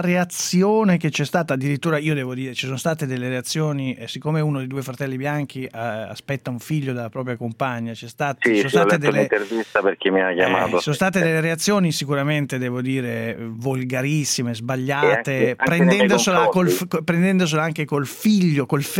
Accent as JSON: {"language": "Italian", "town": "Milan", "region": "Lombardy", "country": "Italy", "said": "io sono di Milano, quindi non lo so"}